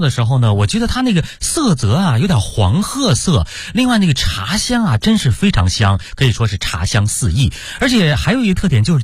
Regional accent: Beijing, China

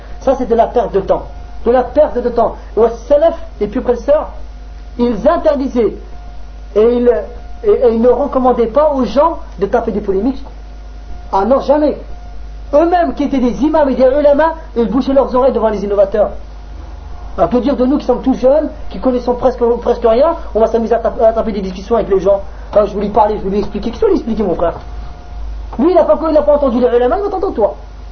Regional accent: France; Chez nous en France, on les a.

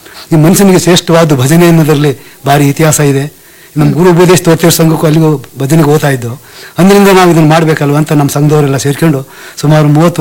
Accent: Kattalli, Karnataka, India; ದುದ್ದಾ ಹೋಬಳಿ, ಕಟ್ಟಳ್ಳಿ ಅಂತ.

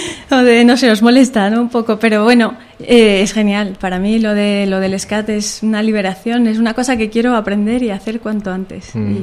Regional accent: Bolivia; also born or lived in Spain; Bueno, soy boliviana, sí

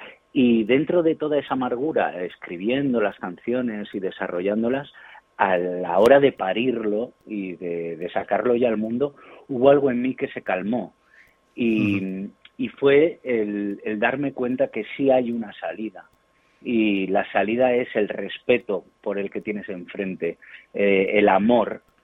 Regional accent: Marbella, Andalusia, Spain; now in Madrid, Spain; yo soy de Marbella, de Málaga y me fui a Madrid, aquí es donde vivo, y llevo aquí 23 años

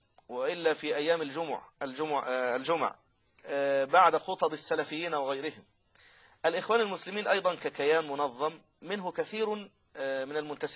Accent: Egypt; لكن الله عز وجل سلم في في بلدنا مصر

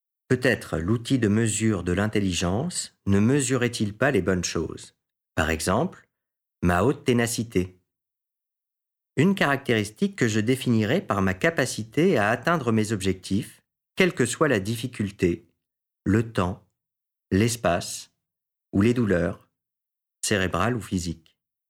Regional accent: Albertville, Auvergne-Rhône-Alpes, France; dans les alentours de ma ville natale, Albertville, Beaufort, Moutiers, Ugines.

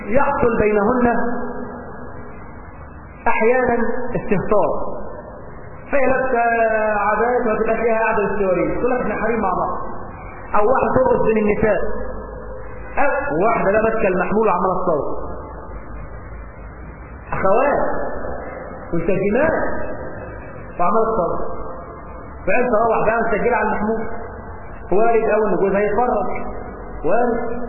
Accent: Egypt; والنهارده الموضه عندنا في مصر لازم العريس يرقص مع العروس

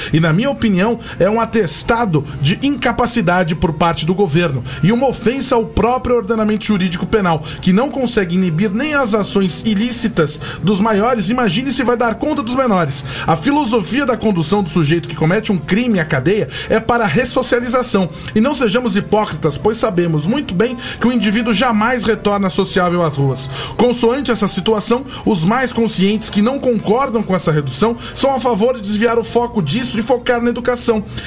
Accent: Santos, São Paulo, Brazil; sou de Santos.

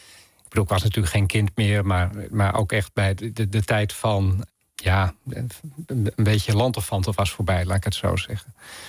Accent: Groningen, Netherlands; Ik groeide zelf op in Groningen

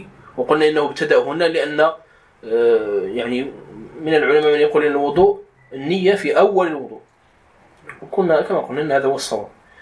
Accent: Morocco; يسهل بما يتلائم مع فهم المغاربة أو دارجتنا المغربية

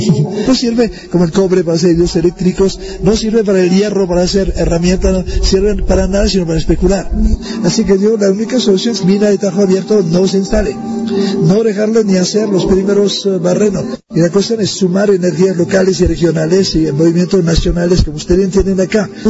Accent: Canada; tengo 72 años, vengo de Canadá y soy profesor de antropología jubilado.

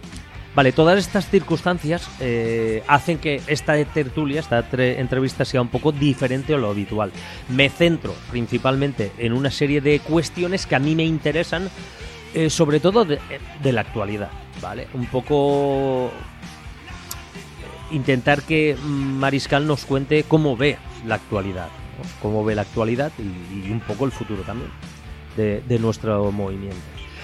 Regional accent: Ontinyent, Valencian Community, Spain; a mí me hayan llegado de manera fácil a mi pueblo. Antiguamente no tenías la posibilidad de escucharlos. Yo tenía muy mala conexión en Ontinyent a la hora de poder pillar emisoras como la COPE o Onda Cero.

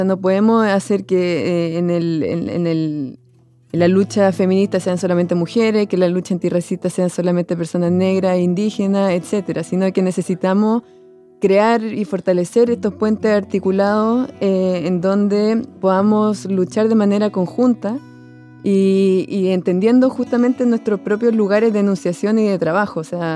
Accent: Chile; yo que provengo de Chile y que yo, bueno, he trabajado mucho en territorio mapuche, en Gualmapu, y que, bueno, y yo soy chilena

